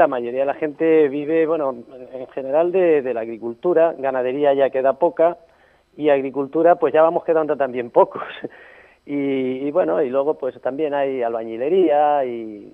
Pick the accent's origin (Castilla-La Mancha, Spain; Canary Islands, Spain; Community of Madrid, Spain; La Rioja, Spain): Castilla-La Mancha, Spain; Anchuras; Hombre, yo creo que mi pueblo lo más bonito que tiene son, sin duda, y lo mejor son sus gentes